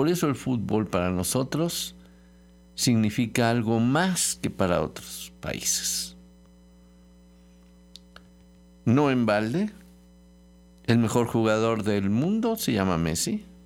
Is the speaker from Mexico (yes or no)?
yes; Mexico; ya ven cómo somos nosotros, los mexicanos